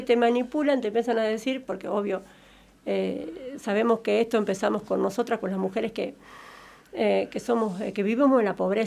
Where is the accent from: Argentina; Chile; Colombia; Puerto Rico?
Argentina; Santa Rosa, La Pampa; porque Santa Rosa es chico, yo soy de Santa Rosa